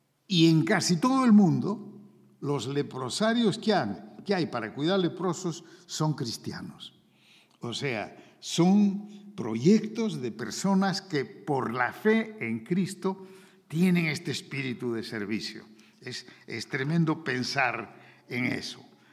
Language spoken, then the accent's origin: Spanish; Peru; Yo en el Perú, en mi tierra, hay en la selva como unas 30 comunidades que tienen lenguas